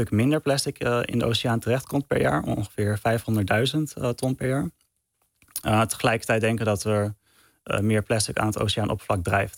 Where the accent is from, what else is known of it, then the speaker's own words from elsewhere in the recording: Castricum, North Holland, Netherlands; also born or lived in Amsterdam; Ja, ik ben geboren in Amsterdam. Maar ik ben opgegroeid in Castricum in principe. Dus naast de Noordzee.